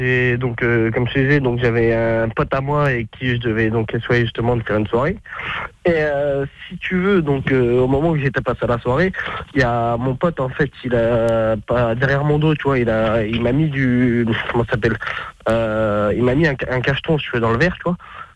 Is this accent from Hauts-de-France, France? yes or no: no; Vichy, Auvergne-Rhône-Alpes, France; Ouais, je suis de Vichy.